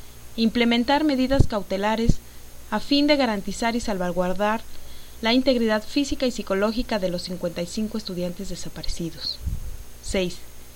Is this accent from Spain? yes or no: no; Mexico; como ciudadana mexicana les exigía que se cumplieran estos puntos